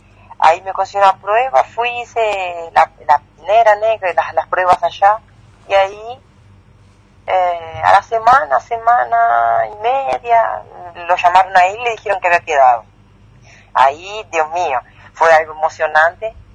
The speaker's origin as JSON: {"language": "Spanish", "region": "Entre Ríos", "country": "Argentina", "said": "Soy de Entre Ríos, sí, de Nuevo Ya."}